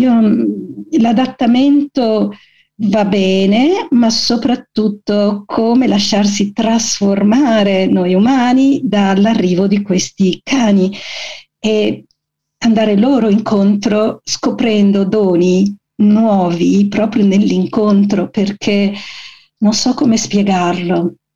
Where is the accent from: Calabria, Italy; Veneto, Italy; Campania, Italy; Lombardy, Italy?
Calabria, Italy; e lo dico con tutto l'affetto del mondo, visto che sono anche calabrese